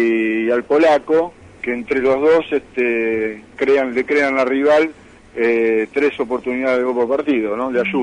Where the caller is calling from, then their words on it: Paso del Rey, Buenos Aires Province, Argentina; De Paso del Rey.